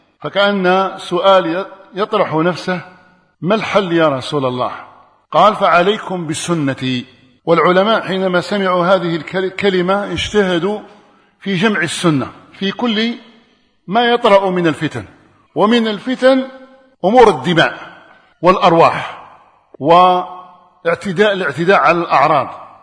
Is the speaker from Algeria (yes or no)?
yes; Algeria; نسأل الله أن يجعلها مباركة على بلادنا الجزائر